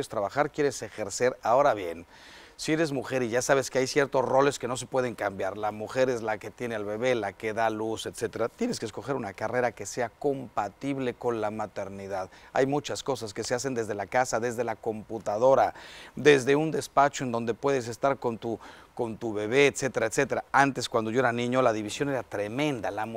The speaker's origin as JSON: {"language": "Spanish", "country": "Mexico", "said": "Yo como mexicano, pero también como hispano"}